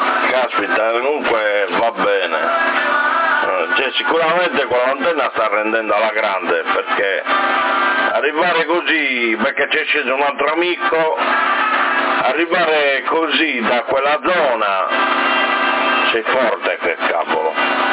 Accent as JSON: {"language": "Italian", "town": "Sassari", "region": "Sardinia", "country": "Italy", "said": "io sono di Sassari, proprio Sassari, città."}